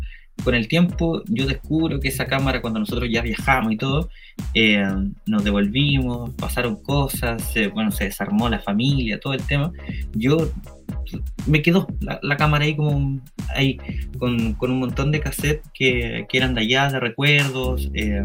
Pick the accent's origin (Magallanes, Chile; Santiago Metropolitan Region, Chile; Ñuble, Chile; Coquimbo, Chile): Magallanes, Chile; Punta Arenas; moved away; yo soy de Punta Arenas. Allá llegaba muy poquita tecnología en ese tiempo cuando yo vivía por allá.